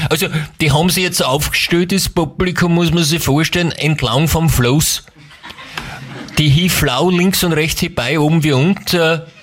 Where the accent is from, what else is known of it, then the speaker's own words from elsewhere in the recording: Styria, Austria; Ich bin ja ursprünglich aus der Steiermark